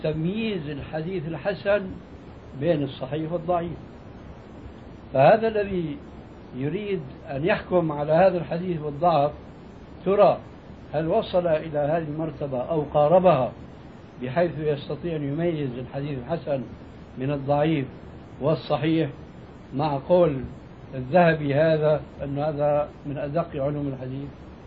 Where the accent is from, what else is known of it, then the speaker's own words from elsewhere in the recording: Syria; وهذا كانوا إلى حد قريب عندنا في سوريا يمتطيه طبقة معينة من الناس